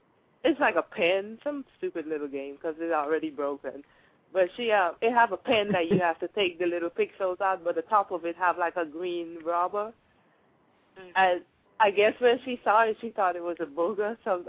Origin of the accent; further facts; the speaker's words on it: Trinidad & Tobago; I'm from Trinidad.